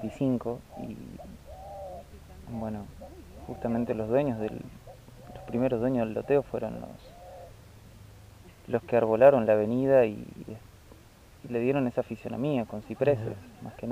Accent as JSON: {"language": "Spanish", "town": "Ituzaingó", "region": "Buenos Aires Province", "country": "Argentina", "tie": "born or raised there", "said": "yo vengo de zona oeste, de Buenos Aires, más bien de Ituzaingó, me crié en Ituzaingó, estudié en Luján y me desarrollé profesionalmente en Parque del Luar, que es una zona súper boscosa"}